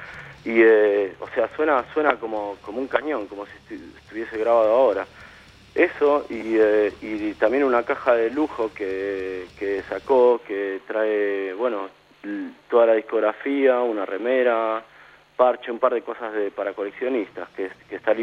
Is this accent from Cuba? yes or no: no; Argentina; now in Europe; Para mí como argentino es un flash porque estoy en Europa